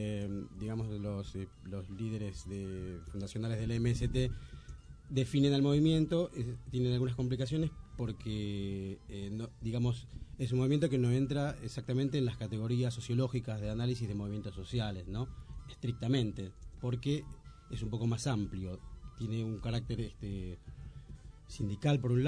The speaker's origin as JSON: {"language": "Spanish", "country": "Argentina", "tie": "born or raised there", "also_born_or_lived": "Brazil", "said": "cuando nací estuve unos años allá, hasta que vinimos otra vez a Argentina y... Y bueno, fui hasta el 87 por ahí, iba y venía. No me podía quedar quieto en ninguno de los dos países."}